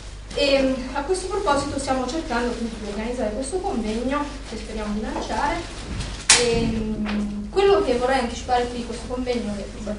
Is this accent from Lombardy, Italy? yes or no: no; Montoro Superiore, Campania, Italy; moved away; non ho potuto fare come coming out nel mio paese, eccetera, io banalmente come donna probabilmente non sarei venuta via da Montoro Superiore, in provincia di Avellino, se avessi potuto andare a vivere per conto mio.